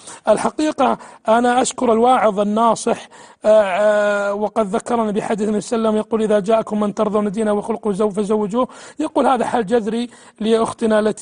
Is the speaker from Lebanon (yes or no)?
no; Saudi Arabia; وزارة الداخلية عندنا في السعودية